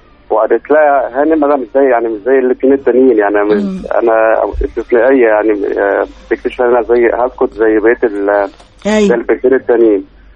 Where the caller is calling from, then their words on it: Cairo, Cairo Governorate, Egypt; من القاهرة.